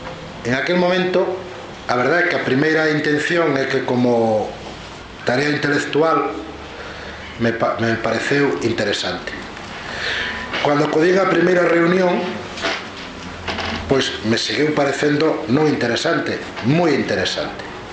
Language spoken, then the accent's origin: Galician; Ourense, Galicia, Spain; como ourensán